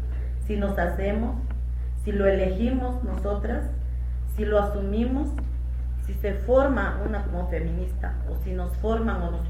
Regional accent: Xochistlahuaca, Guerrero, Mexico; que soy originaria de Xochitlahuaca, en la Costa Chica Montaña, que soy mujer, que soy indígena y que soy feminista.

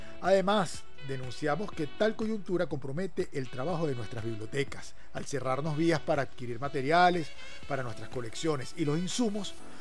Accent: Venezuela; Como venezolanos

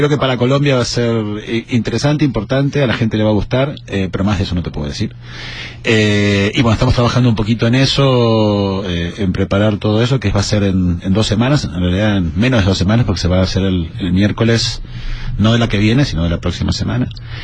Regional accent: Buenos Aires, Argentina; born there; Yo nací en Buenos Aires, Argentina.

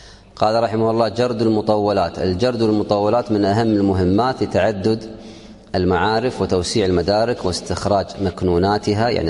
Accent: Kuwait; وعندنا في الكويت قراءات ولله الحمد

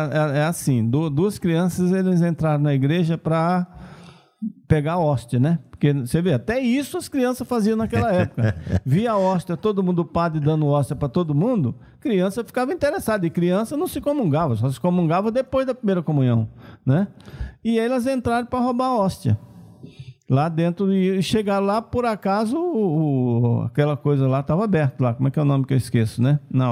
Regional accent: Remanso, Bahia, Brazil; minha irmãzinha lá de Remanso, da minha terra também, lá na Bahia.

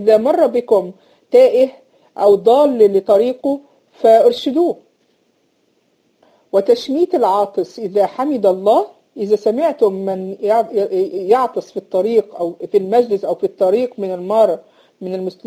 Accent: Egypt; إن إحنا عندنا في مصر بنسميها المصاطب

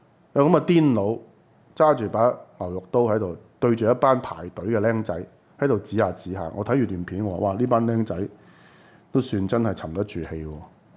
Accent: Hong Kong; 我覺得作為香港人

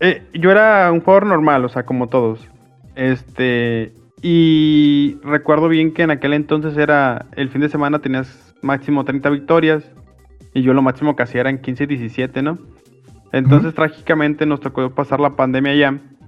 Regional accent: Guadalajara, Jalisco, Mexico; now in Mazatlán, Mexico; principalmente yo soy de Guadalajara, pero actualmente vivo en Mazatlán. Y tengo 29 años.

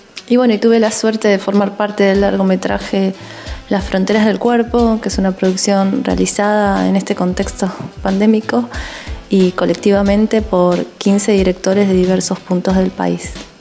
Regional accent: Neuquén, Argentina; now in San Martín de los Andes, Argentina

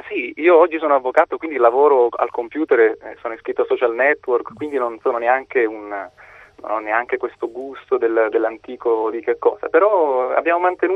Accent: Calabria, Italy; Io sono calabrese di origine, quindi dalla Calabria a Colonia in Germania ci scrivevamo

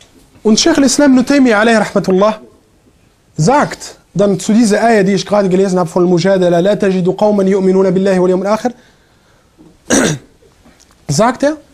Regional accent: Germany; Ja, ich komme aus Deutschland, modern und so.

